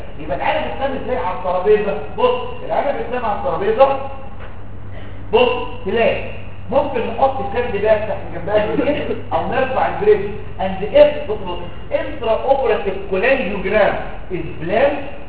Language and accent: Arabic; Egypt; دول اكثر اثنين بيستخدموا عندنا في مصر.